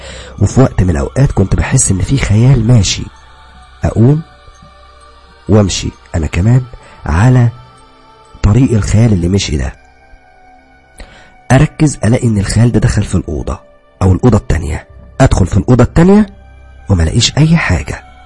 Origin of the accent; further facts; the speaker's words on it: Upper Egypt, Egypt; now in Cairo, Egypt; بعد ما خلصت دراستي اتجهت الى القاهرة، انا اصلا من الصعيد، يعني اصلي صعيدي، ولكن اتجهت الى القاهرة وقعدت في شقة